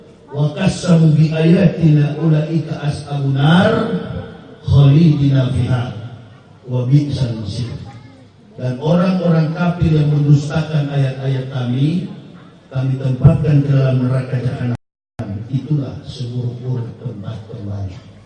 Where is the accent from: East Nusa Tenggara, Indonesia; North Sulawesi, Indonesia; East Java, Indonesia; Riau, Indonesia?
North Sulawesi, Indonesia; Manado; Kampung saya Manado